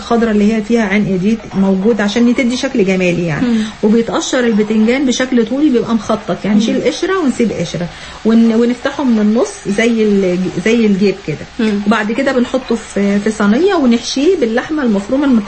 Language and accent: Arabic; Egypt; والله حتى لو مالي بالثوم عندنا في مصر